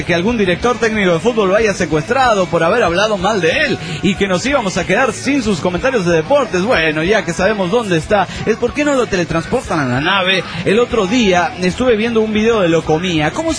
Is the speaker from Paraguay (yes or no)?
no; Trelew, Chubut, Argentina; de Trelew, Chubut, Argentina.